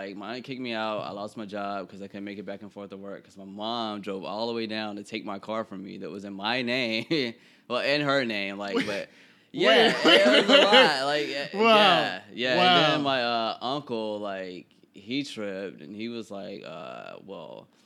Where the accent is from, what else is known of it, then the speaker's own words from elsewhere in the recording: Bible Belt, United States; I mean I grew up in the Bible Belt, so yeah